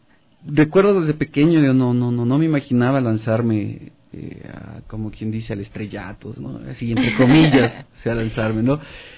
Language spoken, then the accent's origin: Spanish; Loja, Ecuador; also born or lived in Cayambe; Y fui a mi ciudad natal, que es Loja, porque yo viví en Cayambe, como les digo, casi 15 años